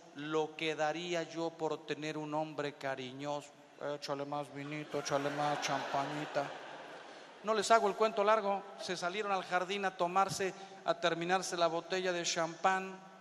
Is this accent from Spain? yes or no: no; Mexico